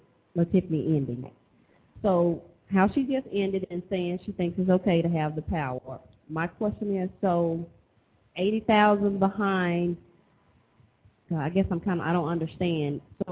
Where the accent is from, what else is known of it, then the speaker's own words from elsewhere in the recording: Texas, United States; Okay, I'm asking because I'm from Texas, and it doesn't work like that.